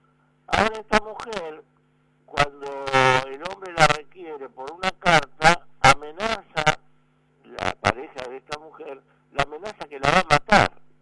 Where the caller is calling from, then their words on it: San Fernando, Buenos Aires Province, Argentina; de San Fernando.